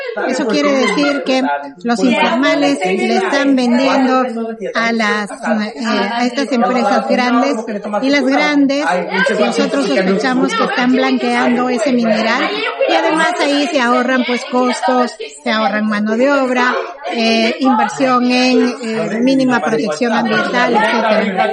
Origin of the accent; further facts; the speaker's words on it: Peru; soy de Perú.